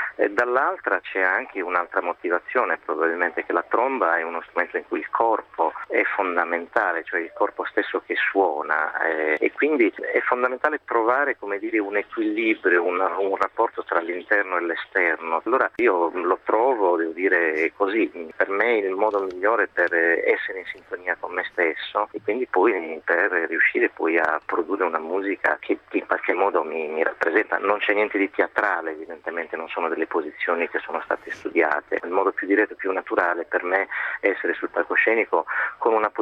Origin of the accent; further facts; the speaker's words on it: Sardinia, Italy; seppur poi sono un sardo che ama poi condividere naturalmente questa che io chiamo ricchezza con il mondo